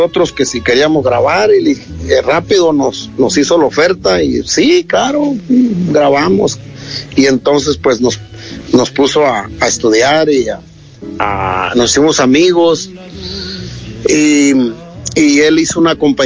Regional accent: Mexico; de nuestro México

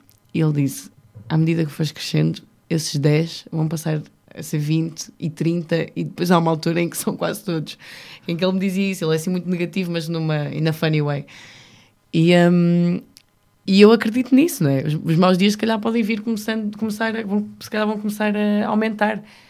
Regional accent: North, Portugal; eu sou do Norte. Vamos lá para as coisas como elas são. E nós, no Norte, adoramos receber a malta

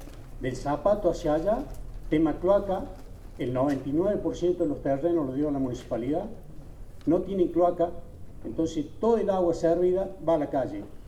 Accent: Capilla del Señor, Buenos Aires Province, Argentina; soy nacido y criado en Capilla, por eso lo puedo decir

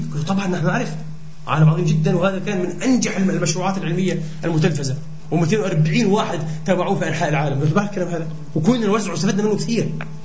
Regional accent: Palestine; إحنا كإسلاميين وكعربيين إلى آخره كفلسطينيين

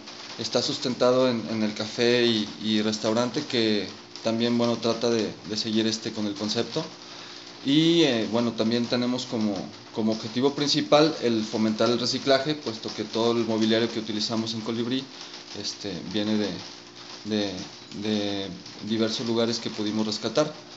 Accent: León, Guanajuato, Mexico; also born or lived in Mexico City; now in La Piedad, Mexico; Soy oriundo del Distrito Federal. Me crié en León, Guanajuato, y tengo ya viviendo en La Piedad aproximadamente 4 años.

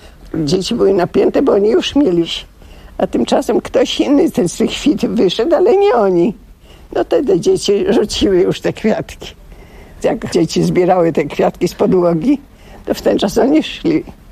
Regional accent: Zakopane, Lesser Poland, Poland; also born or lived in Radomyśl / Krynica-Zdrój; Urodziłam się u babci w Radomyślu, a mieszkałam w Zakopanem. W 25. Do 10 roku życia. A potem przyniosłam się do Krynicy Zdrój. To był rok przed wojną, to był 38 rok.

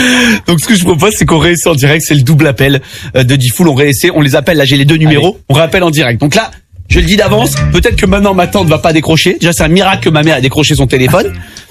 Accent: Provence-Alpes-Côte d'Azur, France; je suis des Hautes-Alpes, hein, tout simplement.

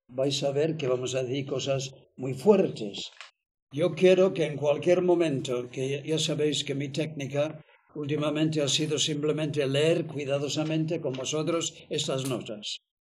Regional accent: England, United Kingdom; first language en; Spanish is a second language; Tener en cuenta que yo soy inglés. Y entonces el español es mi segundo idioma, no es el primero.

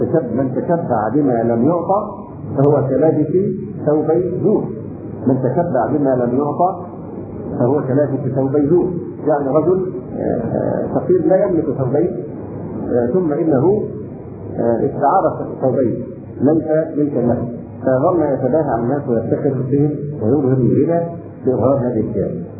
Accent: Egypt; عندنا في مصر تقاليدنا للاسف الشديد وعرفنا ان من الكرم ان تبالغ في التكلف مع الضيف

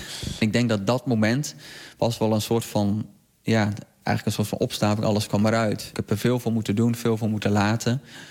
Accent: Netherlands; Ik denk dat wij als Nederlanders hebben een hele mooie voetbalcultuur.

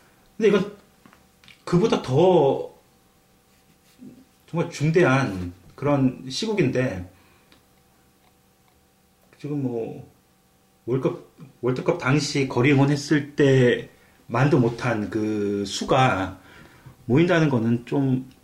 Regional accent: South Korea; 제가 이제 저도 한국 사람이지만

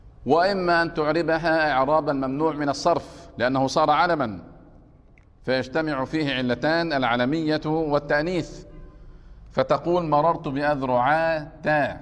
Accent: Egypt; وهذا يكثر عندنا في مصر

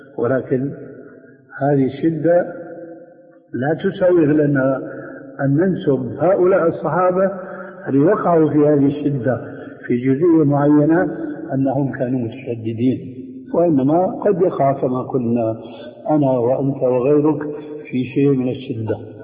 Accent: Syria; وهنا يقولون عندنا في سوريا

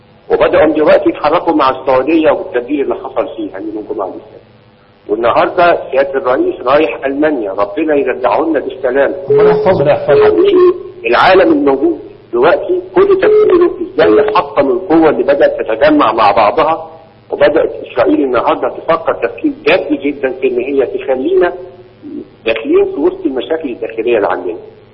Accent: Egypt; ما فيش مجلس امه موجود عندنا في مصر

